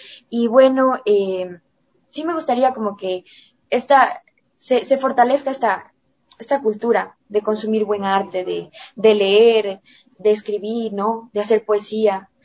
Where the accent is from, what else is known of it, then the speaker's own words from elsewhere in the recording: Ecuador; como ecuatorianos, no tenemos esa cultura de consumir arte